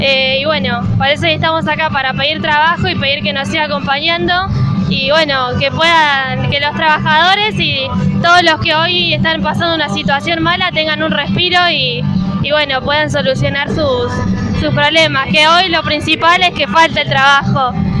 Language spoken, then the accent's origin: Spanish; Caseros, Buenos Aires Province, Argentina; yo soy de Caseros, ahí tenemos un merendero